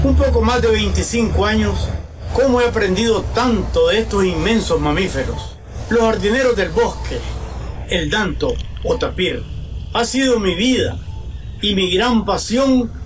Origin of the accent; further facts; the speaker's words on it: Nicaragua; Me siento muy orgulloso como nicaragüense